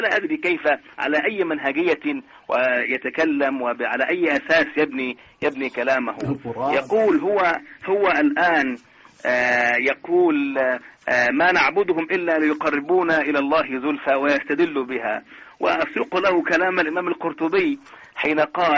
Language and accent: Arabic; Egypt; كما يقولون عندنا في مصر يفك الخط